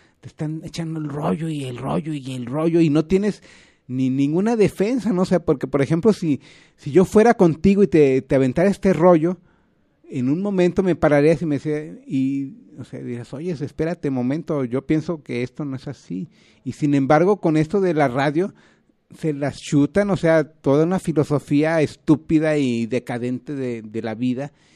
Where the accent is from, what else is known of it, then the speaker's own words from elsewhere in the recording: Guadalajara, Jalisco, Mexico; a los que somos de aquí de Guanatos